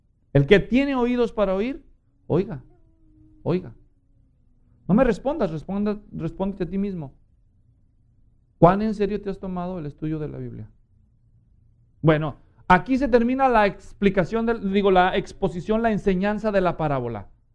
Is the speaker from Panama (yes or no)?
no; Guadalajara, Jalisco, Mexico; yo crecí en Guadalajara, yo soy mexicano y crecí católico. Guadalajara es una gran ciudad, millones de habitantes.